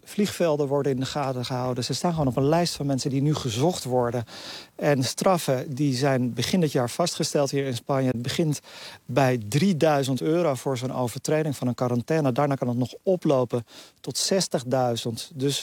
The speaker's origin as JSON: {"language": "Dutch", "country": "Netherlands", "said": "Ja, toen ze hoorden dat ik uit Nederland kwam, werd ik meteen aangeklampt."}